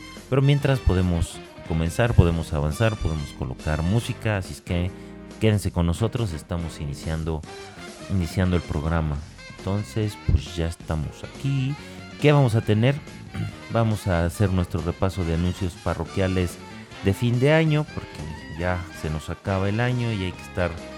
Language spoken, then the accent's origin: Spanish; Mexico; somos los mexicanos los únicos que nos reímos